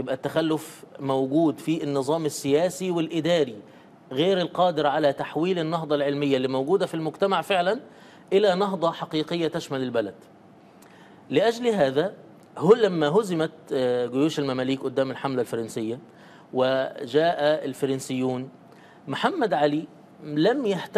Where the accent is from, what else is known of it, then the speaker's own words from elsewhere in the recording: Egypt; دلوقتي عندنا في مصر مثلا